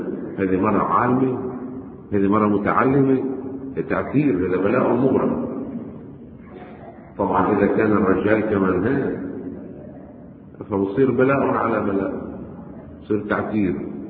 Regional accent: Lebanon; طيب نحن من لبنان اللي دارسين بهيك مدارس وعايشين بأجواء الألبسي والإعلانات السخيفة

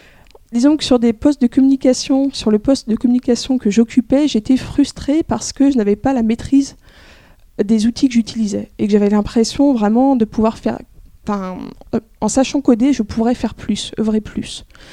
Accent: Rennes, Brittany, France; je suis née à Rennes, où j'ai passé une grande partie de mon enfance et de ma jeunesse jusqu'à mes 20 ans.

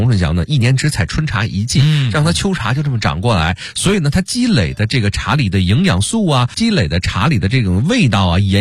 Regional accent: Beijing, China; accent: Beijing; 这是一个咱们北京话叫捡漏的机会

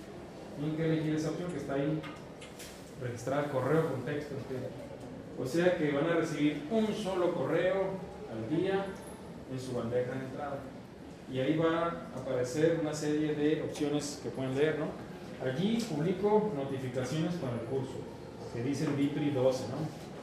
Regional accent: Baja California, Mexico; now in Mexico City, Mexico; ya este año voy a tener 11 años en esta ciudad. No, no soy chilango porque no hablo como chilango y no soy ya cachanilla, porque ya tampoco casi hablo como cachanilla.

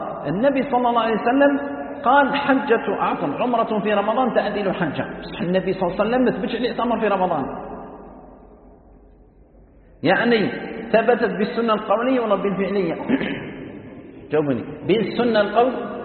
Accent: Algeria; هو يسكن في مكه وانا نسكن في الجزائر

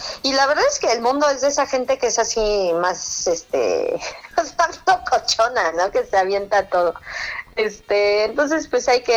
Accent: Ciudad Satélite, State of Mexico, Mexico; yo soy mexiquense, entonces, de satélite. Pero yo quiero mucho el Estado de México.

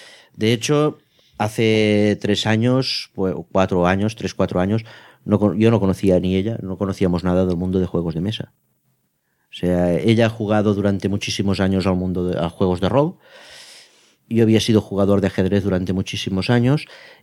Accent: Roquetas, Catalonia, Spain; No, nosotros somos de Tortosa, bueno, de Roquetas. Ah. Cerca del Delta del Ebro.

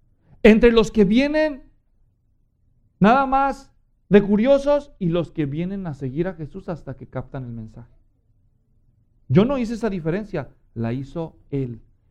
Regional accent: Guadalajara, Jalisco, Mexico; yo crecí en Guadalajara, yo soy mexicano y crecí católico. Guadalajara es una gran ciudad, millones de habitantes.

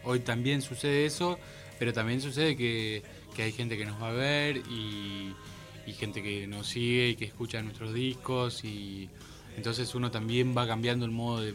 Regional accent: Salto, Buenos Aires Province, Argentina; born there; now in La Plata, Argentina; Yo soy nacido en Salto

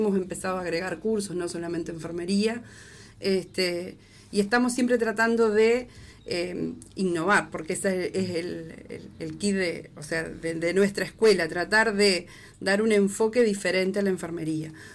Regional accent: Tupambaé, Cerro Largo, Uruguay; also born or lived in Montevideo; Pero volví en el 2013. O sea que viví muchos años en Montevideo. Y decidí volver acá a mi pueblo, a mi departamento en realidad, pues yo soy de Tupambaé, no soy de acá de Melo.

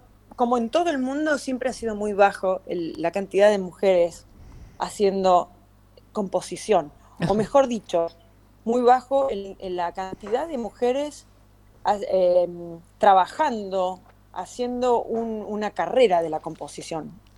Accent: Mendoza, Argentina; moved away; porque me fui muy joven. Yo nací, crecí, estudié en Mendoza. No pasé por Buenos Aires a hacer estudios o carrera.

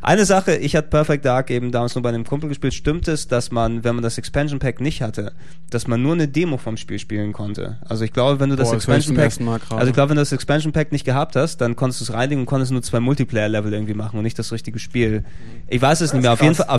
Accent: Greece; Ich bin Grieche, was soll ich sagen?

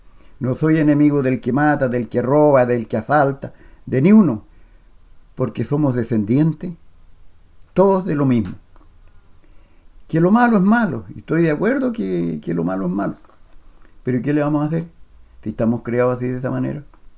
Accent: Quemchúes Bajo, Chile; de la localidad de Quemchúes Bajo. Uh-huh. … Mi padre, de descendencia italiana

